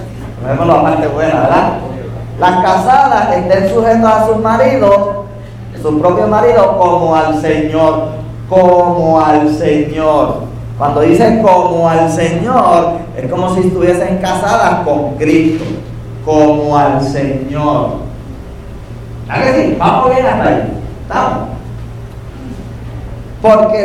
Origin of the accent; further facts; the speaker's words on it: Yabucoa, Puerto Rico; crecimos en Yabucoa y nos quedamos en Yabucoa. Pero estuve en Mayagüez unos cuantos años, en el Colegio de Agricultura y Artes Mecánicas de Mayagüez, estudiando ingeniería